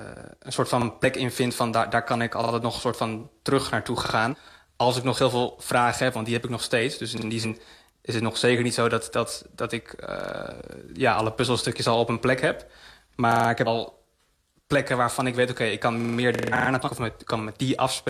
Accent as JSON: {"language": "Dutch", "town": "Amsterdam", "region": "North Holland", "country": "Netherlands", "tie": "born or raised there", "said": "Ik ben opgegroeid in Amsterdam Nieuw-West. Dus ik had daar heel veel verschillende culturen om me heen."}